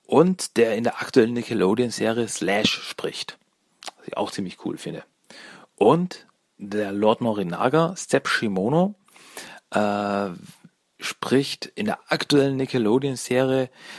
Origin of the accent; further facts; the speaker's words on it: Austria; Premiere in Österreich war am 4.04.2007, bei der ich dabei war damals. Ja, die war damals wirklich in meiner Heimatstadt